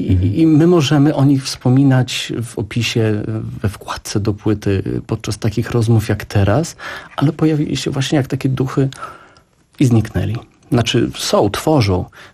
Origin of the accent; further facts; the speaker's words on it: Białystok, Podlaskie Voivodeship, Poland; Białystok i Rzeszów. Jestem z Białegostoku, jest Rzeszowa.